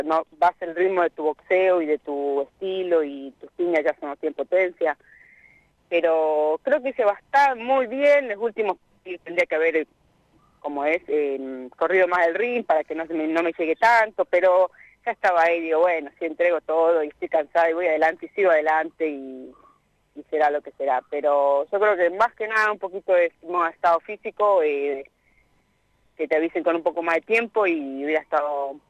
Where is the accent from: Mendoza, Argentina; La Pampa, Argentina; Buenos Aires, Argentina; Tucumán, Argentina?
La Pampa, Argentina; Anguil; hacer un festival en Anguil para que vaya la gente y para, por supuesto, pelear en mi pueblo.